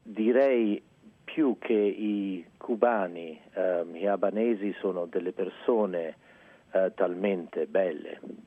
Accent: Florence, Tuscany, Italy; Sì, sono cresciuto a Firenze dove mio padre è andato a vivere lì dal 58, generalmente sono chiamato un anglo-becero.

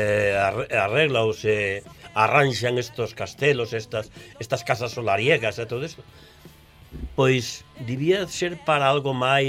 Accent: Barcia, Asturias, Spain; por falar el de onde son eu, digo, veño de Barcia

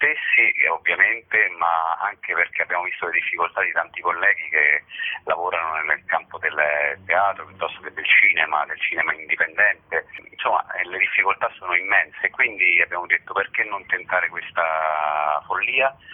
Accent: Rome, Lazio, Italy; io sono romano

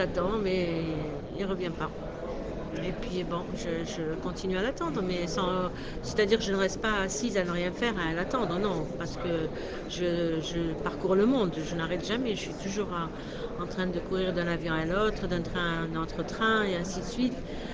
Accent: Algeria; Je suis algérienne

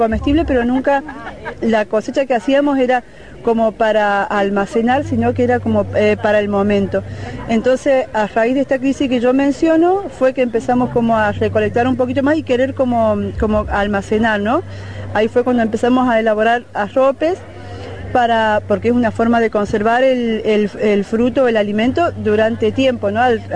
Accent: Travesía, Córdoba, Argentina; de Tras la Sierra, de Travesía especialmente.

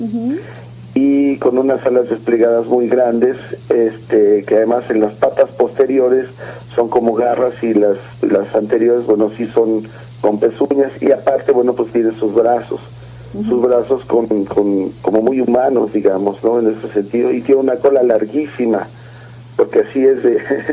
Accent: Mexico City, Mexico; lo que somos los chilangos, digamos, ¿no?

